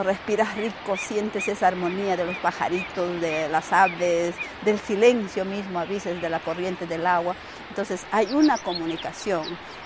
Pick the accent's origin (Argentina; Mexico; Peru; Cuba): Peru; Oxapampa, Pasco; soy natural de Oxapampa, nací en Oxapampa, Sachopén, pero actualmente estoy viviendo en la comunidad de Nuevo Antonio, que está en Pasco también, en el distrito de Constitución.